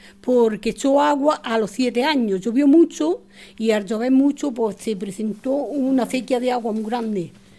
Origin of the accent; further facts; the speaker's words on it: Saleres, Spain; Y yo como soy de Saleres, por eso sé esa historia.